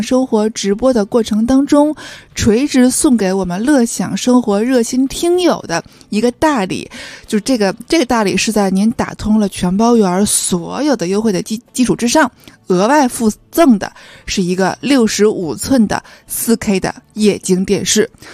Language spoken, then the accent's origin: Chinese; Tianjin, China; accent: Tianjin; 用我们天津话说